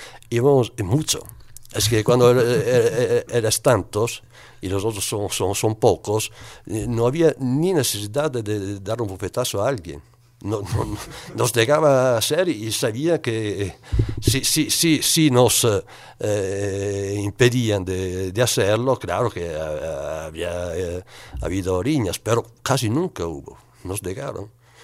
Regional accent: Veneto, Italy; Spanish is a second language; de donde vengo yo, de la provincia de Vicenza, en Italia, en esos últimos años hubo un movimiento muy, muy fuerte

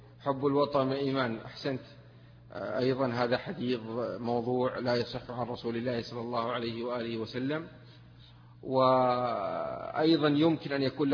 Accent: Mecca, Makkah Province, Saudi Arabia; also born or lived in Taif; يعني أنا ولد مثلا في الطائف وأنا نشأت في مكة، فهي أحب البلدان إلي لمجرد أني نشأت في هذين البلدين.

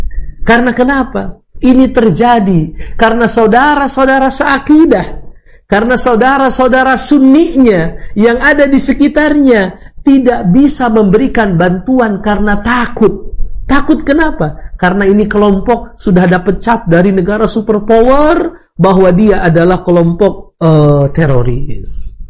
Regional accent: Indonesia; Saya bukan orang Hamas. Saya orang Indonesia.

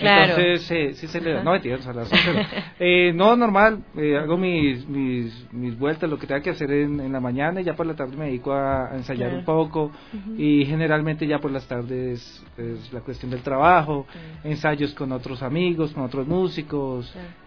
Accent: Colombia; now in Ecuador; Soy gestor cultural de Colombia aquí en Ecuador

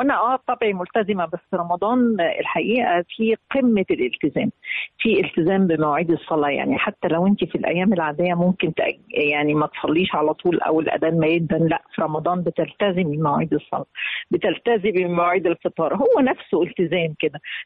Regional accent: Minya, Minya Governorate, Egypt; أنا بلدي المنيا، أنا صعيدية من المنيا وبعتز بيها. طبعا عروس الصعيد من أجمل بلاد الصعيد الحمد لله، وهي من البلاد اللي فعلا متوسطة

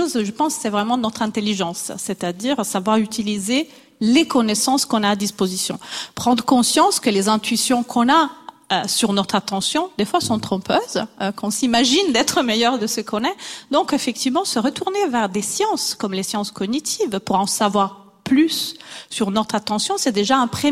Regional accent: Italy; Je suis italienne, je bouge déjà beaucoup les mains.

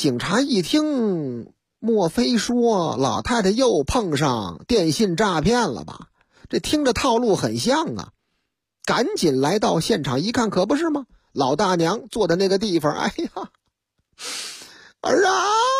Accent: Beijing, China; 你看咱们是北京人是吧，咱们是如假包换的老北京

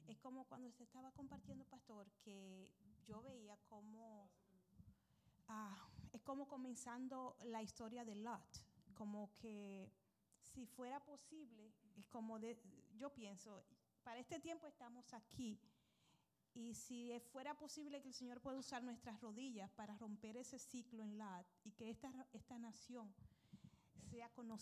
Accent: Dajabón, Dominican Republic; nos criamos juntos en mi pueblo, en Dajabón

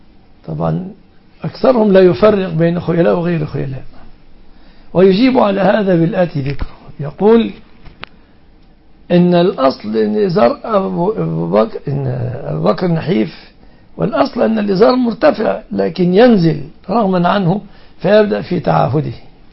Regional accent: Egypt; وفي بلادنا مصر على أثرهم تهرع

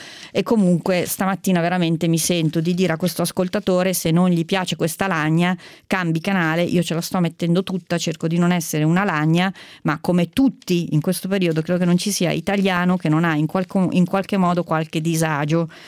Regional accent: Lombardy, Italy; Noi siamo in Lombardia, io sono lombarda e ho ormai compiuto 50 anni

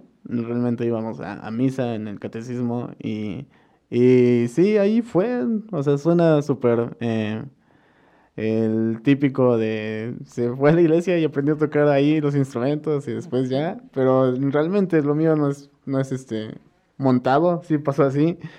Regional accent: Amecameca, State of Mexico, Mexico; Nací en Amecameca, en el pueblito cerca del volcán, San Pedro. Ahí crecí, ahí viví, de ahí son mis padres, toda mi vida he estado aquí. Y sí, fui a la Sor Juana, como la mayoría de aquí.

